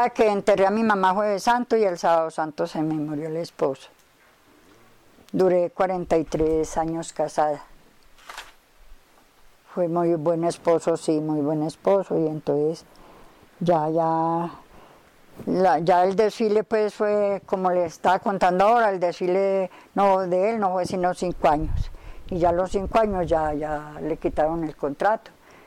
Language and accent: Spanish; Rionegro, Colombia; born there; Yo nací por allá más arriba. Yo nací en Río Negro. Yo nací en Río Negro.